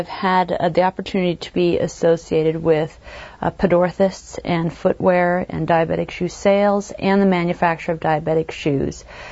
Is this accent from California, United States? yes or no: no; New York, United States; a very tiny town in upstate New York, which is quite funny because when my patients find out that I'm from New York